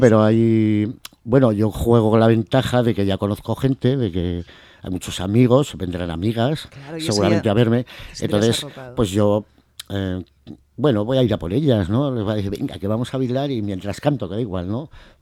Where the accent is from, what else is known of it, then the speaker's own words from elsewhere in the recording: Cuarte, Spain; yo vine de aquí, de Albacete, me quedé en el parador de ciclista. Luego me subí a Cuarte y bueno, prácticamente mi niñez fue en Cuarte en todo.